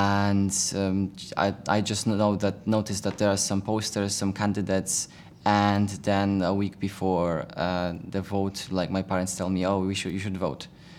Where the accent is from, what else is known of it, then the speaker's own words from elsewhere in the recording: Poland; I'm from Poland.